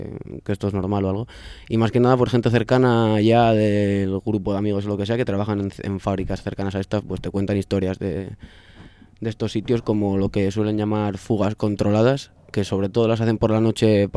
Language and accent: Spanish; Avilés, Asturias, Spain; he tenido pues problemas como bronquitis y crisis de asma desde pequeño por culpa de vivir en Avilés.